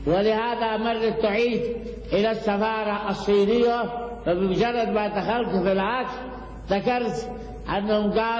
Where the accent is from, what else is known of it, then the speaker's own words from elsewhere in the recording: Yemen; لا يوجد عندنا في اليمن الحنبلي.